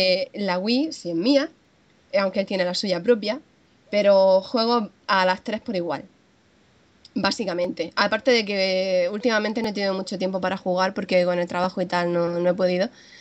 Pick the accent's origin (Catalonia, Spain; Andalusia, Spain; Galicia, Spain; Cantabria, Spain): Andalusia, Spain; Almería; nací en Almería y vivo en Almería, pero tengo raíces murcianas e italianas.